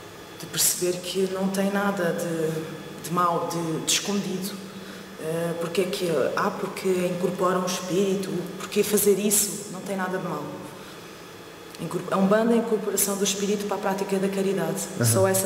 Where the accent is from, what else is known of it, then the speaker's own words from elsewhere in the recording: Portugal; Eu sou portuguesa